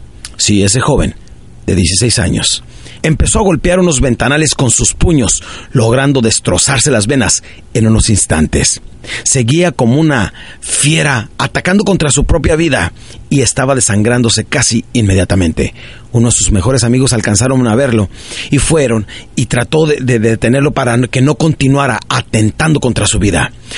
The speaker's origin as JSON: {"language": "Spanish", "town": "Ciudad Juárez", "region": "Chihuahua", "country": "Mexico", "tie": "born or raised there", "also_born_or_lived": "Parral", "said": "yo crecí en Ciudad Juárez, Chihuahua, nací en un pueblito de Chihuahua que se llama Parral, Chihuahua, y crecí de los 7 años en adelante. Cuando mi padre nos abandonó, mi madre se cambió a Ciudad Juárez y de ahí empezamos a vivir"}